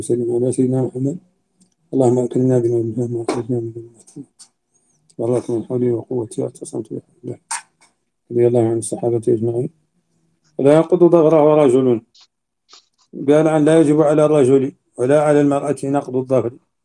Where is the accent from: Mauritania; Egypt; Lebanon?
Mauritania; يمكن أن لا تكون موجودة عندنا في موريتانيا